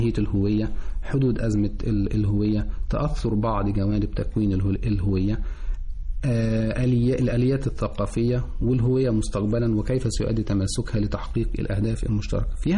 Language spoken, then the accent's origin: Arabic; Egypt; إحنا كمصريين أو في مصر هويتنا مميزة عن أي دولة أخرى